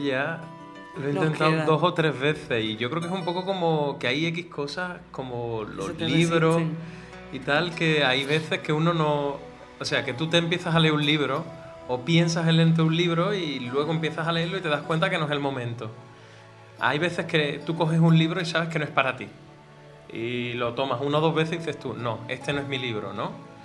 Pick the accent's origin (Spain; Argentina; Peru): Spain; Andalusia; como buen andaluz, había exagerado.